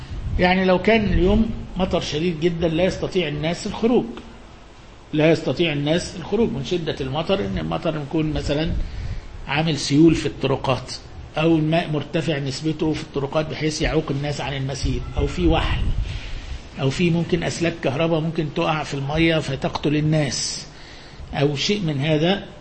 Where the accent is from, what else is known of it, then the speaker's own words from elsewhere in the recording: Egypt; طبعا ده مش موجود برضو عندنا في مصر، يعني البرد الشديد اللي يمنع الناس مش موجود